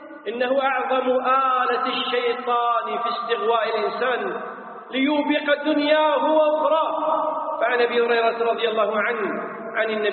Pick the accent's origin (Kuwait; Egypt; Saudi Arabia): Kuwait; يسمون عندنا في الكويت فلاني هذا هو الثرثار